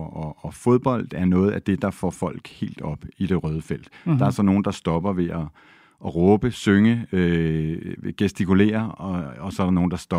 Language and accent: Danish; Copenhagen, Capital Region of Denmark, Denmark; fordi jeg er københavner, københavnerdreng